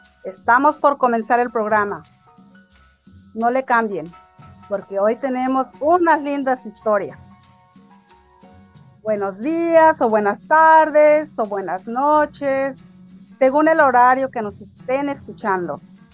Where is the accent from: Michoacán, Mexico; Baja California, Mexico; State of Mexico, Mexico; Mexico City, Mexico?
Michoacán, Mexico; born there; Y pues yo nací en Michoacán, en el estado de Michoacán, en un ranchito muy apartado que ya desapareció.